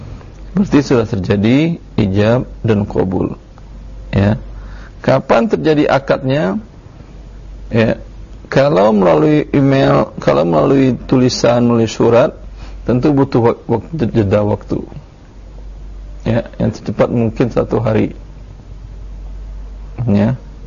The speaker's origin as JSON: {"language": "Indonesian", "town": "Pekanbaru", "region": "Riau", "country": "Indonesia", "tie": "born or raised there", "said": "di Medan atau di Pekanbaru lah, kampung saya"}